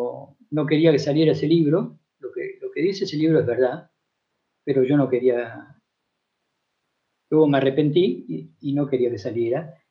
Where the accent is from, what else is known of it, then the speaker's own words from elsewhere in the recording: Argentina; mi familia vive en Argentina. Claro. Y yo soy demasiado argentino para vivir fuera de ella.